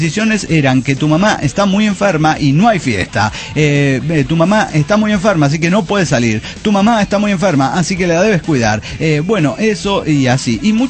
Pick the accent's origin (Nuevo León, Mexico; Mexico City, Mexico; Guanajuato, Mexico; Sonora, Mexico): Guanajuato, Mexico; Silao; Soy un aldeano de Silao, Guanajuato, México.